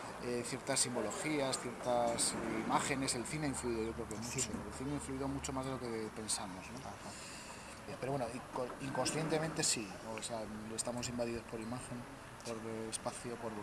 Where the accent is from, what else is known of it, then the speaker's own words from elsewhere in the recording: Burgos, Castile and León, Spain; No soy aquí de León, soy de Burgos, no vivo con mi familia.